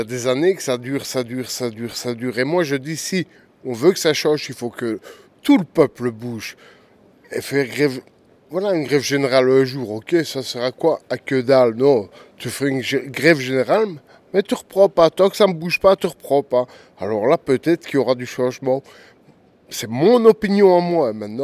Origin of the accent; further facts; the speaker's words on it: Liège, Wallonia, Belgium; moi, je suis un pur liégeois, je viens de Liège.